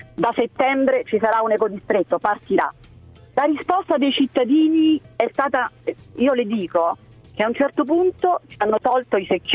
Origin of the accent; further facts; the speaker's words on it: Rome, Lazio, Italy; Io sono nata a Roma e vivo a Roma da 50 anni.